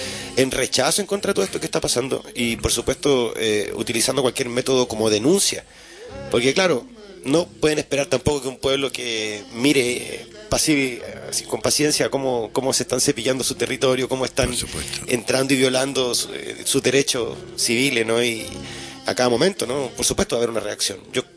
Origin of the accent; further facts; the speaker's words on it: Chile; como chilenos viviendo en el extranjero